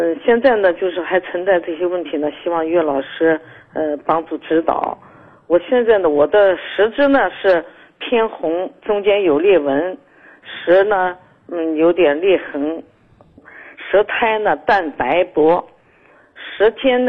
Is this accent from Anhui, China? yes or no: yes; Hefei, Anhui, China; 我是合肥的，今年67岁